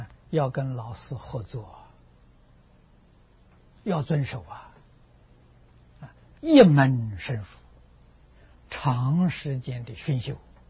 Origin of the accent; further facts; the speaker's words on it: China; 这个时候老师就放你走了啊，我们中国人叫出师，现在人叫毕业